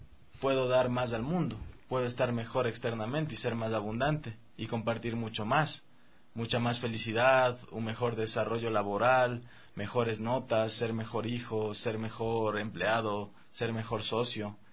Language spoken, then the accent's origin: Spanish; Riobamba, Chimborazo, Ecuador; Desde pequeño, porque yo crecí justamente en Riobamba.